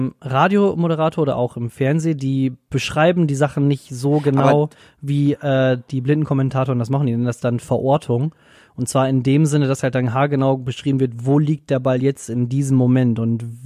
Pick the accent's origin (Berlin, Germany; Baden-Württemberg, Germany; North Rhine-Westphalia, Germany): North Rhine-Westphalia, Germany; also ich komme halt ja aus Nordrhein-Westfalen